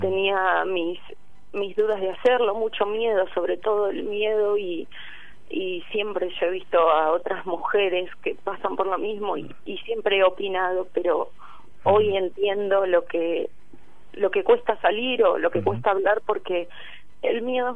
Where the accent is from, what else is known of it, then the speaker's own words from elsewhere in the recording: Tandil, Buenos Aires Province, Argentina; Yo soy de acá, nací acá, estuve trabajando en Mar del Plata mucho y en Buenos Aires. Pero en este momento estoy acá.